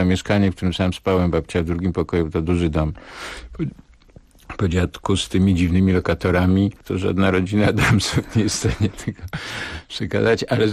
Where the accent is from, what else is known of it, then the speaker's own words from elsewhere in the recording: Nowy Sącz, Lesser Poland, Poland; ten sądecki, te późne lata 50., ta stara część Sącza, w której się urodziłem, w której mieszkałem